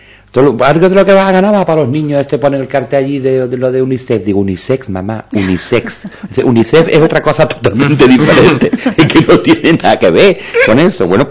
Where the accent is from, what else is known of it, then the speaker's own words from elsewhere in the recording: Jerez de la Frontera, Andalusia, Spain; Yo soy de Jerez, como te acabo de decir.